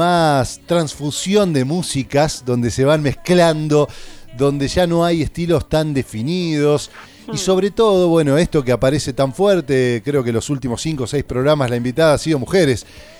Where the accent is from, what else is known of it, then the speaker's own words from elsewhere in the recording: Paraná, Entre Ríos, Argentina; yo recuerdo, yo soy de Paraná y allá ya escuchábamos hace muchos años